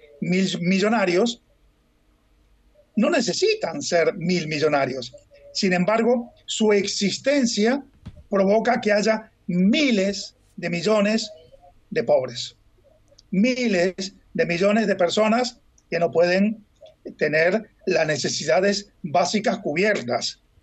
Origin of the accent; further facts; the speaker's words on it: Uruguay; now in Spain; cuando yo salí de Uruguay a España, iba de un país blanco, capitalista, dependiente, pero capitalista